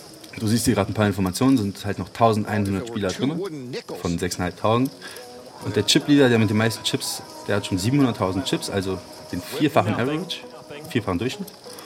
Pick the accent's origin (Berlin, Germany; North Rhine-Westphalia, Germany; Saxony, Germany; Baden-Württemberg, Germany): Berlin, Germany; Ich komme aus Kreuzberg, aus Berlin-Kreuzberg, bin dann auch dort zur Grundschule gegangen. Und 2001 auf die Oberschule.